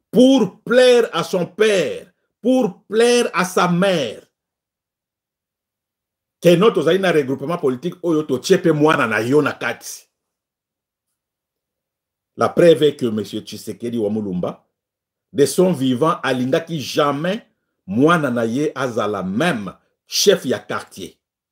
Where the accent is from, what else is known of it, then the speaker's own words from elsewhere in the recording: DR Congo; chez nous au Congo, quand vous parlez français, c'est synonyme d'être intelligent.